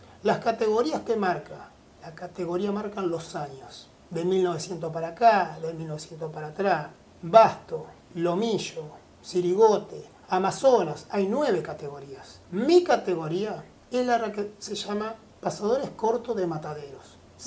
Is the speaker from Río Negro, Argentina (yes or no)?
no; Cañuelas, Buenos Aires Province, Argentina; Soy hijo de Cañuelas. En 1870 aproximadamente llega mi bisabuelo de ahí para adelante, mi abuelo tambero, mi padre tambero, y ahí seguimos las ramas toda la vida ligado al campo.